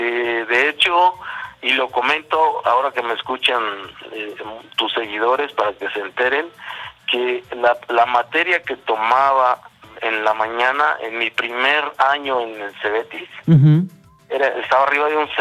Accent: La Calera, Guerrero, Mexico; casa allá, sí, en La Calera, Guerrero

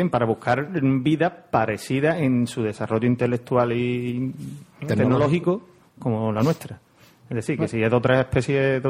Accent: Huelva, Andalusia, Spain; yo soy de Huerva y esta gente se mete conmigo. Que no es huervano, es onubense

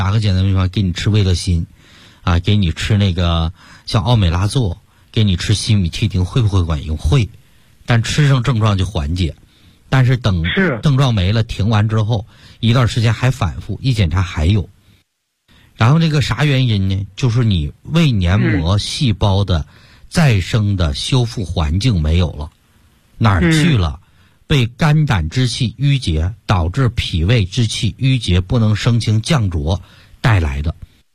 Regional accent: Yanbian, Jilin, China; 像我们延边人比较爱吃牛肉了

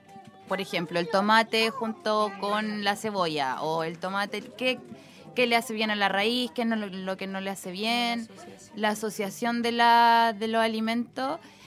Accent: Valparaíso, Chile; podemos lograrlo como comunidad porteña. Y si ya somos los porteños y damos un ejemplo, podemos darle el ejemplo a Quilpué, a Villa Alemana, a Limache

